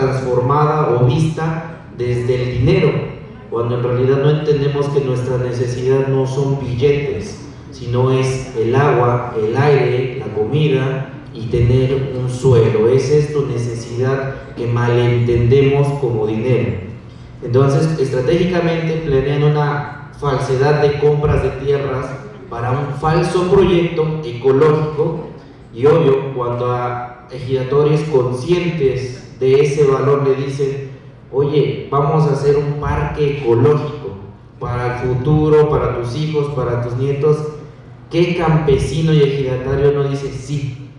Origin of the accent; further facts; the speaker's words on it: Tepetlaoxtoc, State of Mexico, Mexico; yo no soy de Atenco, soy de Tepetlostoc, una comunidad de la montaña